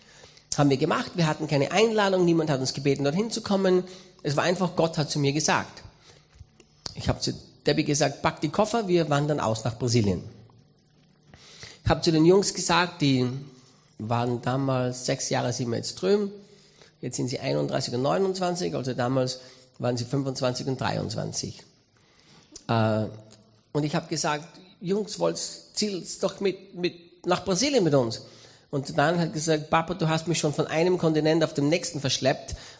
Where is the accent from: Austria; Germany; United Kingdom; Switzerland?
Austria; Styria; Ich bin Österreicher, Steirer.